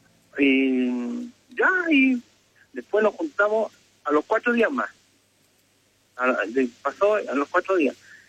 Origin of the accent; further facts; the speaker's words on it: Viña del Mar, Valparaíso, Chile; Y bueno, yo soy de Viña. O sea, todos somos allá.